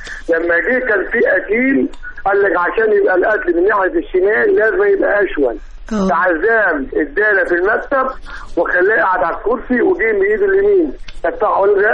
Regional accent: Talia, Monufia Governorate, Egypt; من قرية طالية ان شاء الله، مركز اشمون

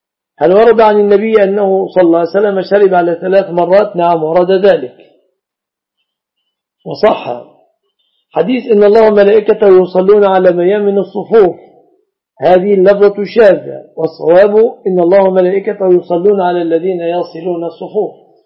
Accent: Egypt; وقائمة العبش في بلادنا مصر من الصداق.

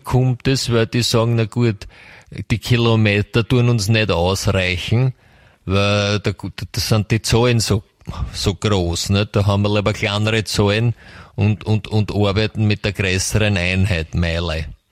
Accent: Austria; Ich meine, bei uns in Österreich, wir sind ein kleines Land

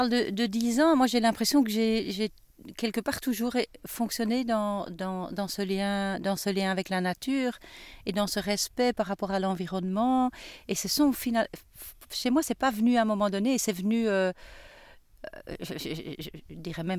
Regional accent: Switzerland; Bon, moi, j'ai grandi en Suisse. Le contact avec la nature est quand même fort présent. Il y a beaucoup de lacs, il y a beaucoup de montagnes

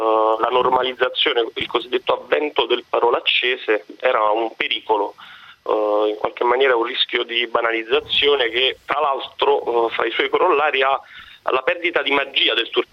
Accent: Naples, Campania, Italy; allo specifico io sono di Napoli

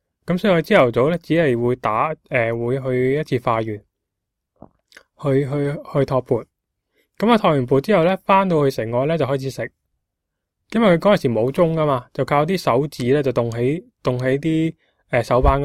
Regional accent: Guangzhou, Guangdong, China; 我哋广州人，我哋广东人，我哋香港啦，讲广东话嘅话

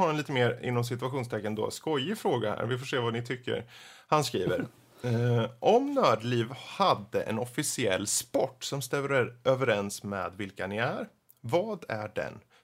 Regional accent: Närke, Sweden; jag är närken, det är träligt men det reder sig

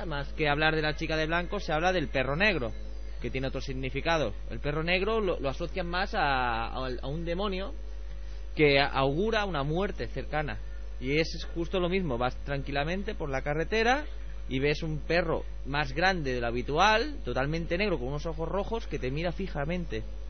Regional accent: Catalonia, Spain; yo soy cerca de Vilanova, está a las costas del Garraf

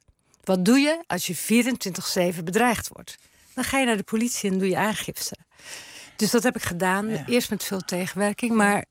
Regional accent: Terneuzen, Zeeland, Netherlands; Ik ben geboren in Terneuzen, Zeeuws-Vlaanderen. Ik heb daar echt de situatie zien verslechteren met de Westerschelde.

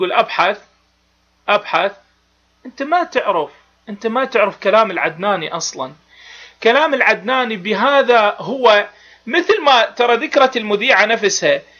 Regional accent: Iraq; بابا انا ادفع الثمن كعراقي، انت شو معرفك بالعراق؟

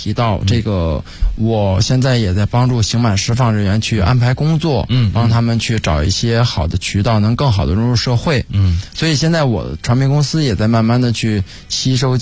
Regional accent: Beijing, China; 其实我觉得反正我觉得因为我是北京人嘛

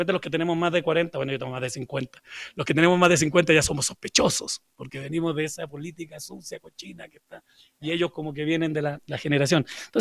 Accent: Chile; Bueno, yo vengo de Chile, y Chile está muy mal.

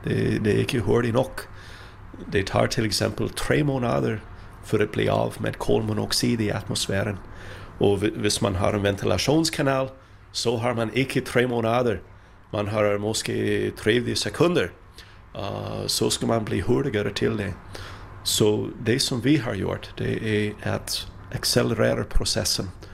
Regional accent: Minnesota, United States; Danish is a second language; now in Sweden; Jeg er fra Minnesota og har boet i Sverige i nogle års tid.

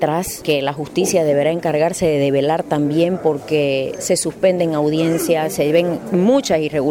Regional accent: Bolivia; No debemos permitir como bolivianos que se instalen estas mafias en el país

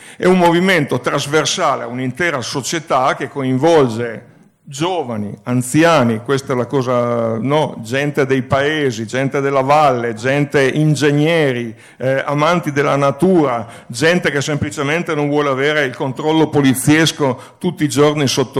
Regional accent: Turin, Piedmont, Italy; non a caso io vengo da Torino

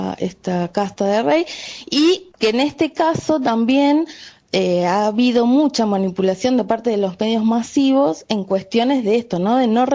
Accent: Argentina; argentina y nieta de republicanos

